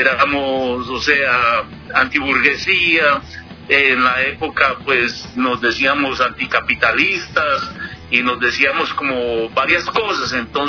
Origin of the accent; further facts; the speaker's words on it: Popayán, Cauca, Colombia; also born or lived in El Tambo; yo me crié, digámoslo así, en ciudades pequeñas en Colombia. Yo me crié en Popayán, andé también como por el Tambo Cauca